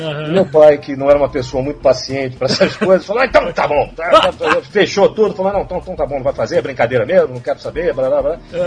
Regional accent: São Paulo, Brazil; now in Rio de Janeiro, Brazil; eu sou paulistano, mas assim, eu estava... Não, eu era engraçado, né? Porque eu tô há tanto tempo no Rio de Janeiro que a gente até esquece.

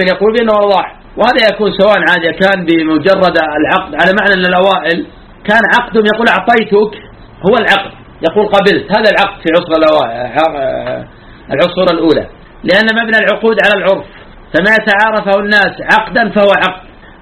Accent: Najd, Saudi Arabia; كما يفعل الآن بعض الناس في عادة عندنا في نجد

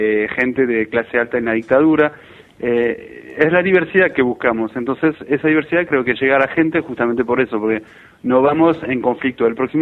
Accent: France; Spanish is a second language; now in Argentina; yo vengo de Francia, hace 10 años que vivo acá, sinceramente es un paso histórico, porque yo nunca te hubiera dicho hace 10 años que pasaría esto y en este país, y yo llegué en el 2001

